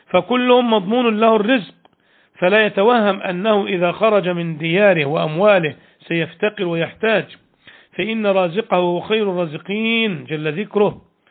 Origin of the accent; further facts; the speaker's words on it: Egypt; كان في أوائل التسعينات أو قبلها بقليل في بلادنا مصر